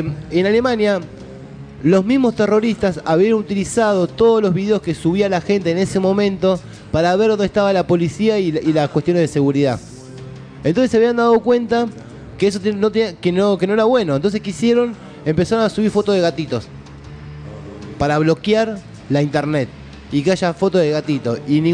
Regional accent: Argentina; la miseria que tenemos como argentinos nosotros

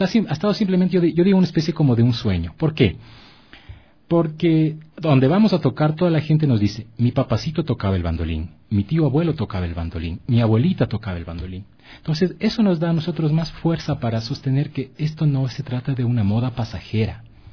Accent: Otavalo, Imbabura, Ecuador; Porque como soy de Otavalo, pues mis vacaciones las pasaba en Otavalo.

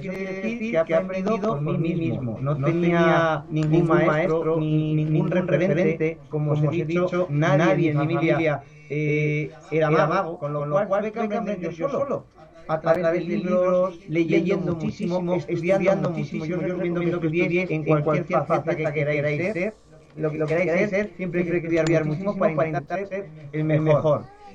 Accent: Tomelloso, Castilla-La Mancha, Spain; also born or lived in Manzanares; now in Aranjuez, Spain; Ah, nací en Manzanares, Ciudad Real. He vivido toda la vida en Tomelloso, que está también en Ciudad Real, al lado de Manzanares. Y ahora vivo en Aranjuez, Madrid.

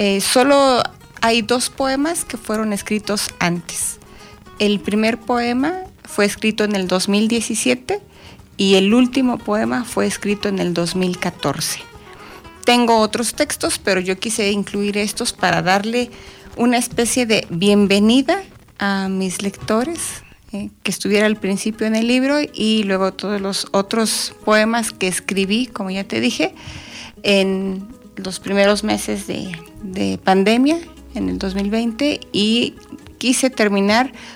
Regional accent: Atlautla, State of Mexico, Mexico; Yo soy de la delegación San Juan Tehuistitlán, pertenece al municipio de Atlautla, aquí de la zona de los volcanes.

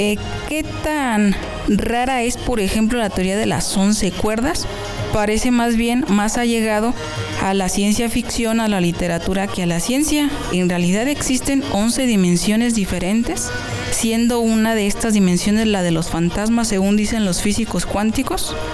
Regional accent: Mexico; Nosotros como cultura mexicana, sin darnos cuenta, tenemos basada nuestra idiosincrasia en los mitos.

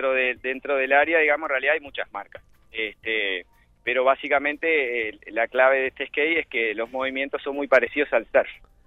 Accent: Montevideo, Uruguay; Yo soy de Montevideo.

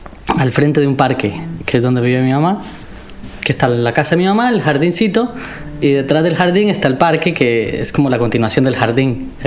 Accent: San José, Costa Rica; born there; Yo nací en Costa Rica, en San José, que sería la capital de Costa Rica, pero es una ciudad chica. O sea, por más capital que sea, es la capital de un país chico, además. Y está en un pequeño valle.

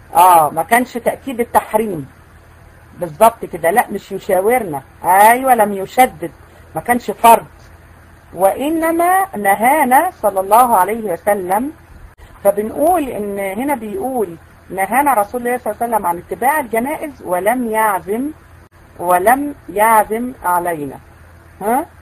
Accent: Egypt; احنا عندنا في مصر

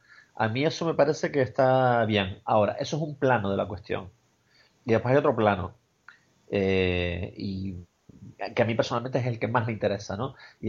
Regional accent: Canary Islands, Spain; No hay una festividad religiosa que nos agrupe a todos como tales, como canarios

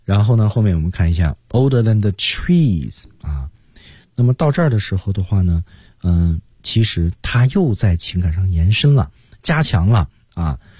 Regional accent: Beijing, China; 比如说我的家乡其实在北京嘛

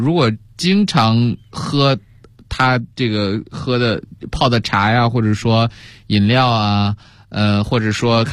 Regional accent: China; 我们中国人也是这样，要不然炒菜为什么发明十三香呢

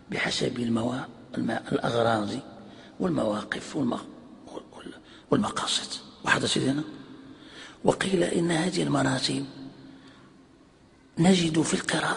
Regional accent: Morocco; يعني عندنا في المغرب يعني معروف هذا

